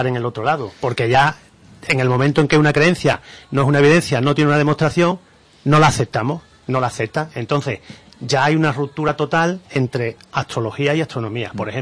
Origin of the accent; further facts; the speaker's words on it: Andalusia, Spain; y nosotros somos andaluces, y nos gusta esto